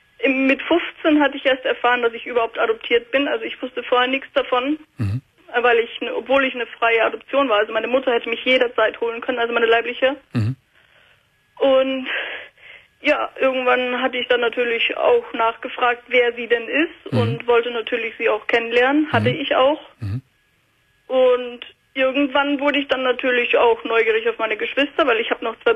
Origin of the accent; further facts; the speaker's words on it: Austria; und hatte auch schon in Deutschland gelebt, weil ich bin ursprünglich aus Österreich.